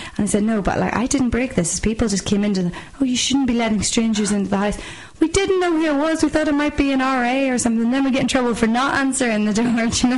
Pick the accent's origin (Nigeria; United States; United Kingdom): United Kingdom; Belfast, Northern Ireland; I'm from Belfast, and northerners tend to stay up north or else they go to England, so very few actually come down to Dublin.